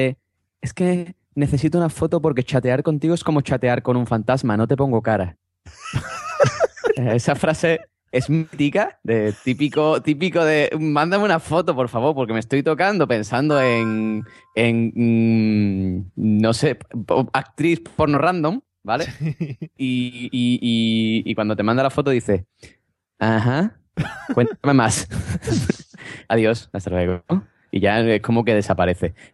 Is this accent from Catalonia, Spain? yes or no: yes; Barcelona, Catalonia, Spain; Pero claro, cuando me decía, ah, sí, soy de Barcelona, decía, ah, vale, hasta luego.